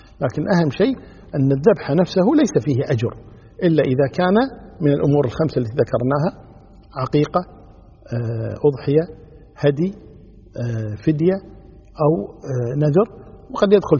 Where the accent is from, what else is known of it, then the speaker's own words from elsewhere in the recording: Kuwait; يعني عندنا في الكويت